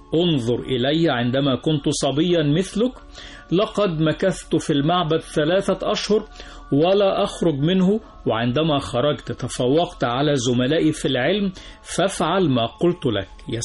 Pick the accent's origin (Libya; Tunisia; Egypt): Egypt; هنلاقي نفسنا راجعين تاني بنفس قوتنا كمصريين في مجال العلم